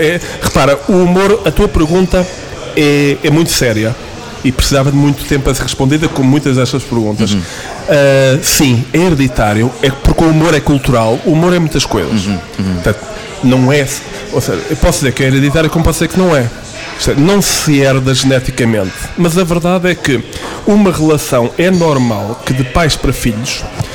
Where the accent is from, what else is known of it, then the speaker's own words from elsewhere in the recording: Portugal; os dois, cá está a coincidência, como bons portugueses, os dois tínhamos o passaporte catucado.